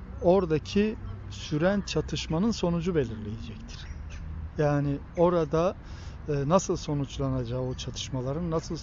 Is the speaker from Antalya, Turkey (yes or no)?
no; Diyarbakır, Diyarbakır Province, Turkey; Ben de çocukluğum orada geçti. 1974 Diyarbakır'a televizyonun ilk geldiği yıllar. Ben işte 5-6-7 yaşında, 7-8 yaşlarındayım.